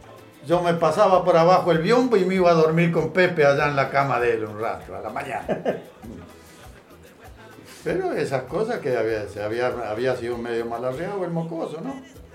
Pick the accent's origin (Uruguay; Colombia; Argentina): Argentina; Algarrobito, Entre Ríos; born there; yo nací en Entre Ríos, en Algarrobito, departamento Nogoyá.